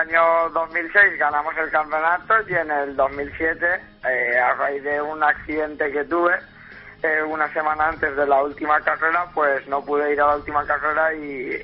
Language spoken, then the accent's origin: Spanish; Valencia, Valencian Community, Spain; Yo de Valencia.